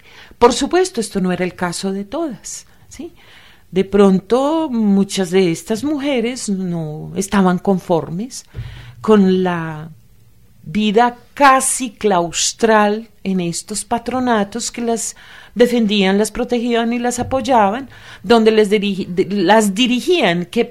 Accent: Antioquia, Colombia; en Antioquia es muy frecuente, yo soy antioqueña, amo profundamente mi tierra

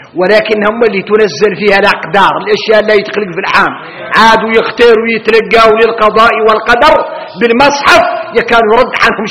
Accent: Mauritania; إحنا موريتاني

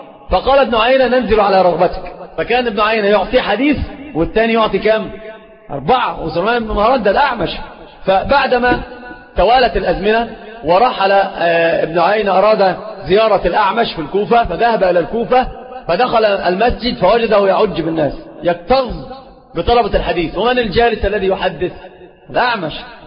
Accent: Egypt; سيب بورسعيد دي في القاهرة يعني عندنا في مصر

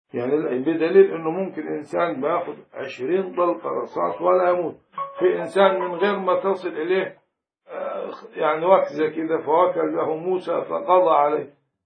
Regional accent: Upper Egypt, Egypt; في مثل عندنا في الصعيد

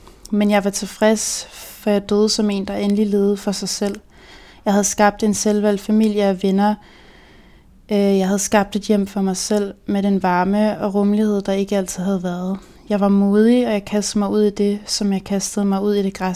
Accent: Region of Southern Denmark, Denmark; Jeg voksede op med en personlighed, der var for stor til min barndomsby på Nordfyn, med kun 700 indbyggere.

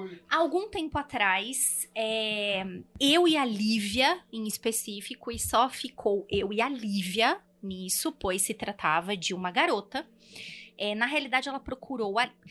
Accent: São Paulo, Brazil; Nós duas somos de São Paulo.

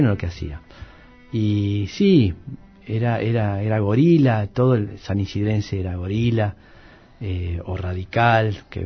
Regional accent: San Isidro, Buenos Aires Province, Argentina; born there; Nací en las Lomas de San Isidro.

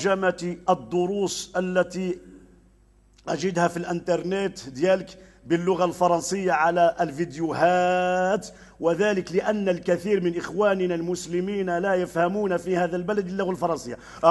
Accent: Beni Snassen, Oriental, Morocco; أنا أمازيغي، أنا من بني زناسن، أبا كان يتكلم الشلحة

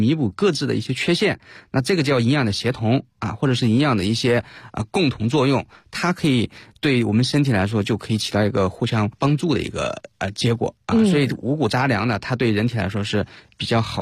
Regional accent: China

